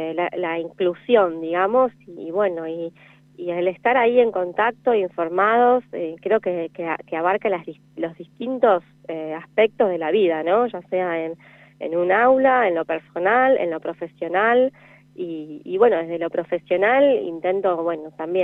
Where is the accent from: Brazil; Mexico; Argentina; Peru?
Argentina; como argentinos a veces tenemos otras experiencias